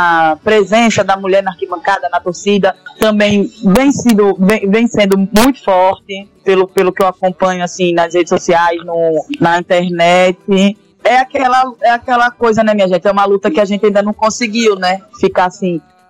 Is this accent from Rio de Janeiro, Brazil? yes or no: yes; Rio de Janeiro, Brazil; Porque eu sou carioca